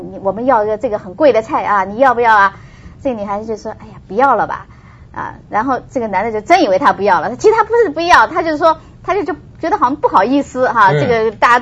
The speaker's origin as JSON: {"language": "Chinese", "country": "China", "said": "我觉得就是说我们中国人，我觉得在美国的时候"}